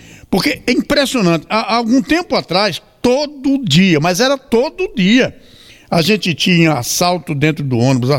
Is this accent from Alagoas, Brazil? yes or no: yes; Maceió, Alagoas, Brazil; moved away; Eu estive recentemente em Maceió, que é inclusive a minha terra, eu sou alagoano, embora estou aqui há 46 anos, sou muito mais sergipano do que alagoano.